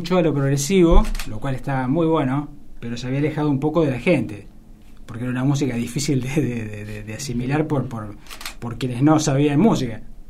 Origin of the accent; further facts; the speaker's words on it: Olavarría, Buenos Aires Province, Argentina; yo en realidad me crié en Olavarría, que es una ciudad que está...